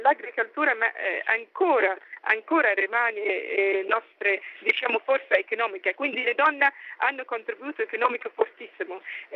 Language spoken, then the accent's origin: Italian; Ghana; Italian is a second language; ho deciso di tornare nel mio paese principale, in Ghana